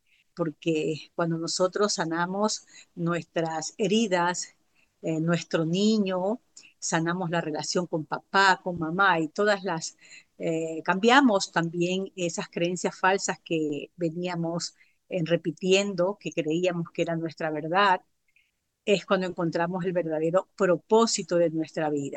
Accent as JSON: {"language": "Spanish", "country": "Ecuador", "tie": "born or raised there", "said": "soy oriunda de Ecuador. Por estos días estoy de viaje en la Florida visitando a mi hijo y a su familia."}